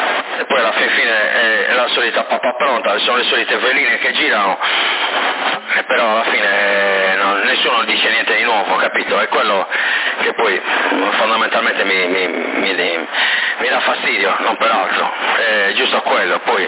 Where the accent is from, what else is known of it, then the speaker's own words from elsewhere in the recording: Sorso, Sardinia, Italy; Poi c'era l'elicottero che prendeva l'acqua, l'ho messo fuoco lì, sono di Sorso.